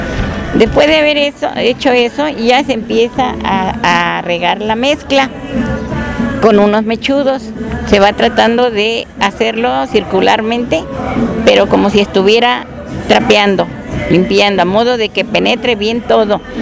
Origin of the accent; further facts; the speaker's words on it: Tlapacoya, Veracruz, Mexico; yo soy de Tlapacoya, en Veracruz, y pertenezco a la organización Pobladores de Jalapa.